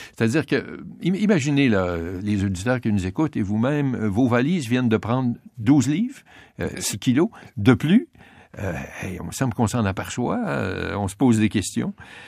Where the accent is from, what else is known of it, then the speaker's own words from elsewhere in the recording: Quebec, Canada; nous sommes des Normands, les Québécois.